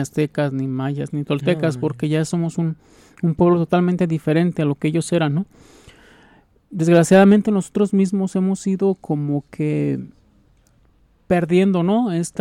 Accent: Mexico; nosotros como aquí mexicanos nos queremos sentir hasta yanquis

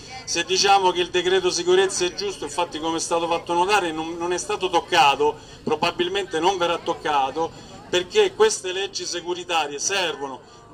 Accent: Rome, Lazio, Italy; io vengo in Emilia Romagna, anche se sono di Roma

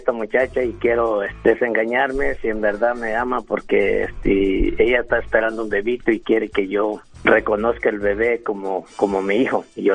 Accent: Ciudad Altamirano, Guerrero, Mexico; Soy de Ciudad Altamirano.

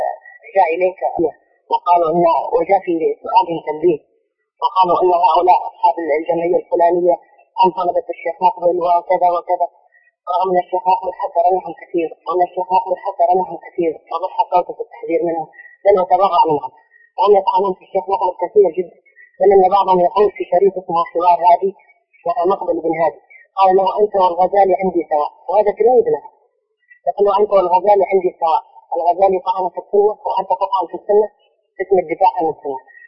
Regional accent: Hadhramaut, Yemen; عندنا في حضرموت

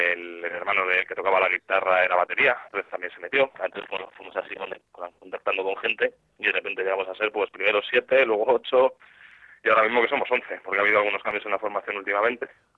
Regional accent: Alicante, Valencian Community, Spain; es que como realmente yo soy de Alicante y toda mi familia es de Alicante

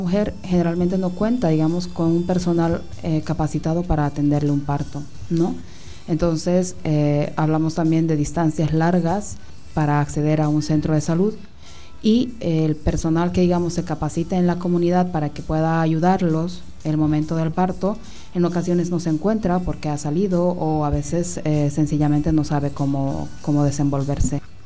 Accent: Bolivia; una realidad que tal vez la he vivido como médico en mi país

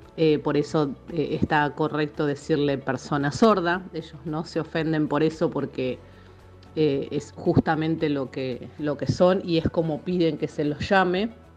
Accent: Buenos Aires, Argentina; now in Salta, Argentina; yo soy de Buenos Aires, pero bueno, estudio en la Universidad de Salta.

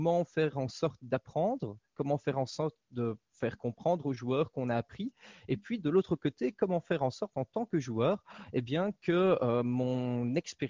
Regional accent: Belgium; Et je viens de Belgique.

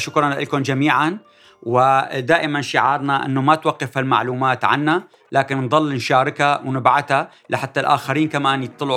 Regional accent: Syria; ماذا يجب أن نفعل كسوريين

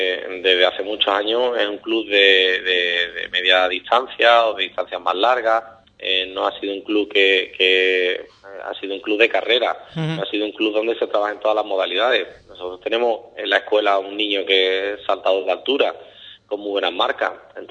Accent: Ubrique, Andalusia, Spain; yo soy de Ubrique.

